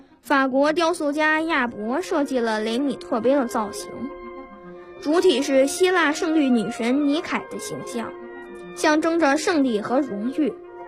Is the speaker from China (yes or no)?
yes; Beijing, China; 是校游泳队的成员，今年11岁。